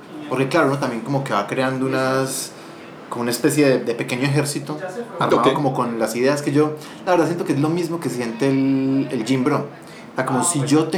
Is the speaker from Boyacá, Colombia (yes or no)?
no; Antioquia, Colombia; soy paisa y estamos dados un poco pues como a darnos latigazos y somos muy católicos